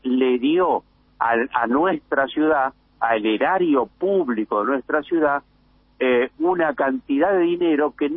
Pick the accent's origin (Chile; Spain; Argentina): Argentina; Buenos Aires; Yo lo que insisto ahí, que nosotros somos porteños, pero nosotros somos parte de una nación